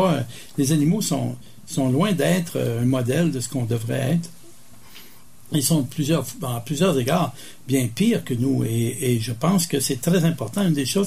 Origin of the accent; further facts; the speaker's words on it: Montreal, Quebec, Canada; je suis un Québécois, francophone, canadien, nord-américain, il y a plusieurs échelles de culture, là, mais je suis un Québécois, francophone, un Montréalais.